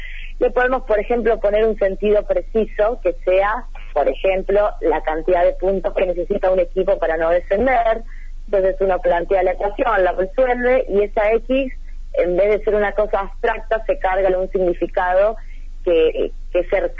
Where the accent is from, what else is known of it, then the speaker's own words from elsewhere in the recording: Ceres, Santa Fe, Argentina; now in Santa Fe, Argentina; Yo soy de Ceres, uh-huh. Es una ciudad de la provincia de Santa Fe, pero uh-huh. Estoy trabajando y viviendo en Santa Fe hace años.